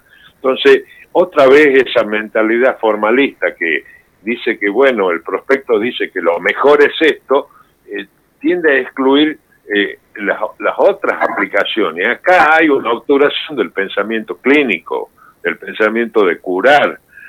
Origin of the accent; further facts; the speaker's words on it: Argentina; now in Spain; Yo estuve exiliado en España bastante tiempo, y me nacionalicé español, pero no puedo convencer a nadie que soy español aparte de argentino. Con esta tonada he perdido mucha guita.